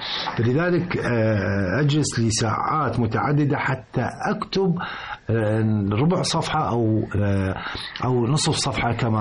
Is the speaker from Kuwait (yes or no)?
no; Libya; الآن على سبيل المثال عندنا في ليبيا